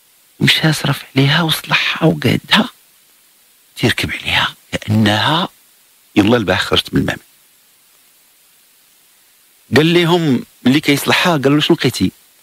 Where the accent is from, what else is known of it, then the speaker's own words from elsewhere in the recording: Morocco; تواكب شاب بالعقليه اللي عندنا في المغرب